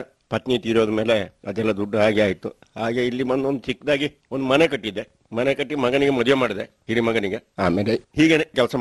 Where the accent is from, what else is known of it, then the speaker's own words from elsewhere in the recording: Karnataka, India; ಹಾಗೆ ನನ್ನ ಸ್ವಂತ ಊರಿಗೆ ಬಂದು ನಾನು ಕೊಡಗಿನಲ್ಲಿ ದೇವಸ್ತೂರು ಗ್ರಾಮದಲ್ಲಿ ಹಾಲಿಯಾಗಿ ಒಳೆದು ತೋಟಗಳನ್ನು ಮಾಡಿಕೊಂಡು